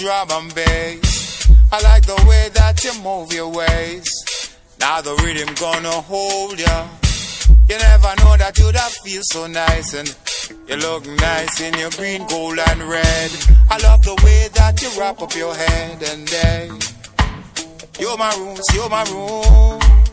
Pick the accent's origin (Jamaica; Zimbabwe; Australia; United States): Jamaica; No, I'm from the, I'm from Jamaica, the island, the sweet reggae island, you know.